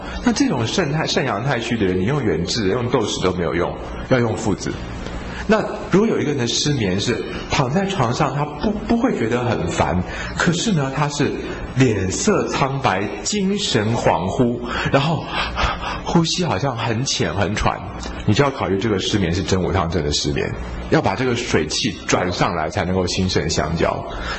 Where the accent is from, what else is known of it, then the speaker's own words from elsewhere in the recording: Taiwan; 但是你要想想看，我们台湾人就是这么有爱心哦